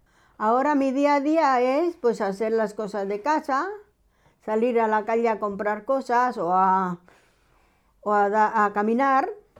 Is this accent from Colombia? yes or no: yes; Colombia; a los 20 años me he ido a la capital de Colombia, porque soy colombiana, ¿no? Y nací en el 48. Y entonces, pues eso, que he llegado a Bogotá, he vivido, he trabajado